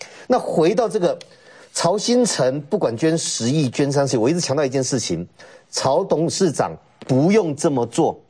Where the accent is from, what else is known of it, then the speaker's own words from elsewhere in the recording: Taiwan; 要杀光我们台湾人的一个政权